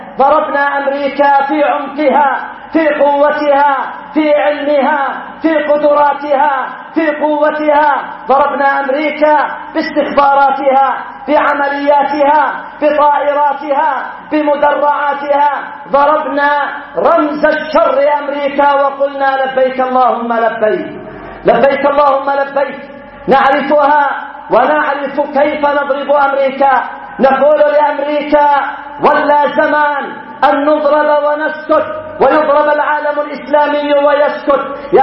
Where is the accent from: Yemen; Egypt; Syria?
Yemen; ونحن شعب يمني فرض علينا العدوان